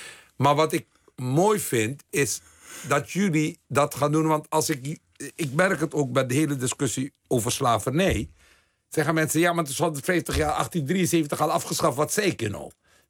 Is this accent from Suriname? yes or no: yes; Suriname; ik ben opgegroeid in Suriname met hoogopgeleide mensen